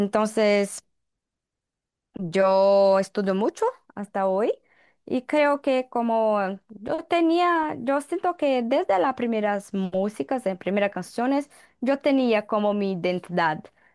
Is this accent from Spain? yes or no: no; Campo Belo, Minas Gerais, Brazil; Spanish is a second language; mi ciudad natal, Campo Belo, en interior de Minas Gerais, un estado aquí en Brasil.